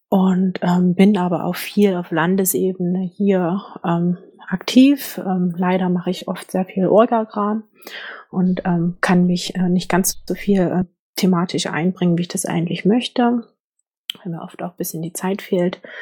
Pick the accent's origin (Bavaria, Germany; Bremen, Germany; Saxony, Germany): Saxony, Germany; ich komme aus dem Erzgebirge, ich bin dort geboren und aufgewachsen. Ich habe dann Aue Abitur gemacht, also richtige Sächsin.